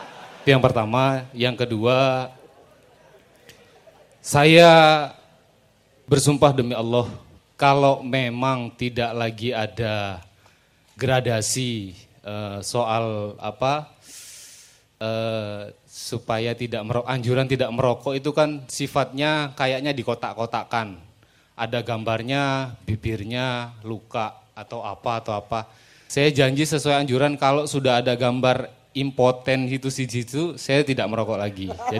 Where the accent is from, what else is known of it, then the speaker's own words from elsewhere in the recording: Bangkalan, East Java, Indonesia; now in Malang, Indonesia; Kebetulan saya putra daerah Bangkalan, cuma karena Allah menempatkan saya mendapatkan jodoh orang Malang